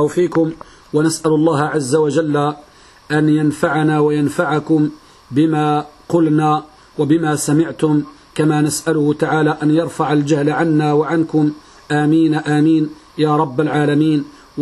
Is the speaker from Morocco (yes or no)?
yes; Morocco; يوجد بعض البلدان عندنا بالمغرب أن النساء لهن وشم في وجوههن